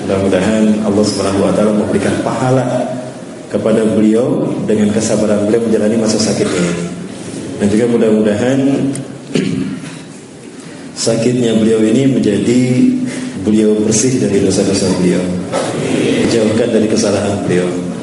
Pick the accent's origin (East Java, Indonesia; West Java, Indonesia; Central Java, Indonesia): West Java, Indonesia; Bandung; Saya asli dari Bandung, kelahiran Bandung dan keluarga Bandung Padang ya. Ibu saya dari Bandung, ayah saya putra Padang, Bukit Tinggi, Sunepuan. Jadi Sunda Padang, Pak.